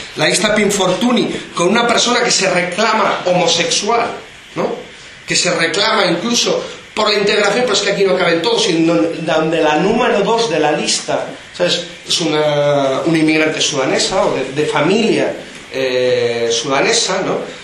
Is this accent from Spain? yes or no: yes; Spain; se me ocurre decir que soy español, ¿no? No, yo soy turista español y tal.